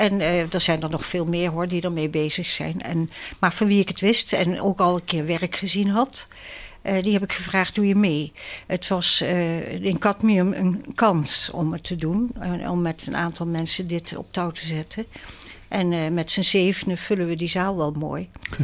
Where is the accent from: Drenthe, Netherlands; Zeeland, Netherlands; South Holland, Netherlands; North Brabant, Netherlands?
South Holland, Netherlands; Rijswijk; En ik ben zelf uit Rijswijk.